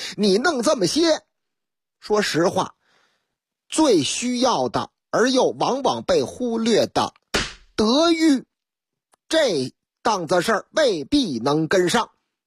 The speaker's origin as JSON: {"language": "Chinese", "region": "Shanghai", "country": "China", "tie": "born or raised there", "first_language": "Shanghainese", "said": "用我老家阿拉桑哎哇哎上海话嘛"}